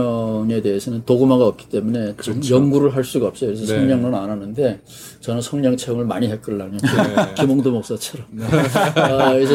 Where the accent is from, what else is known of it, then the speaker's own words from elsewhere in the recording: East Coast, South Korea; 제가 어렸을 때 동해안에서 살았기 때문에 무당 문화에 친숙해요.